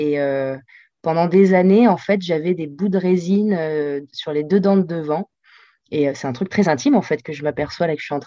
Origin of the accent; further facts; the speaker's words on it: Nice, Provence-Alpes-Côte d'Azur, France; moved away as an adult; also born or lived in Argentina; now in Paris, France; Moi, je suis née en Argentine, mais… Avec mes parents, on est rentrés en France à l'âge de 2 ans et j'ai grandi à Nice. J'ai grandi à Nice jusqu'à mes 19 ans.